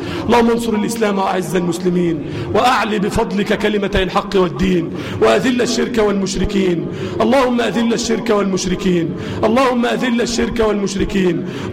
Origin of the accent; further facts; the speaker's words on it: Egypt; اللهم اجعل بلدنا مصر أمنا أمانا سخاء الرخاء وسائر بلاد المسلمين